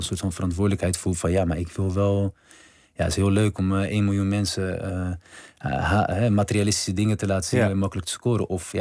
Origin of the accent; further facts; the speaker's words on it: Rotterdam, South Holland, Netherlands; Kijk, mijn opa, we komen uit Rotterdam-Zuid.